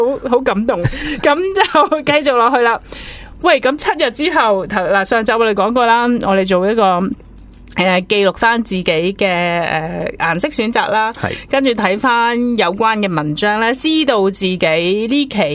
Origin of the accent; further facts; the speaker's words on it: Hong Kong; 我希望即係大家我哋香港人啦惯咗咩都要快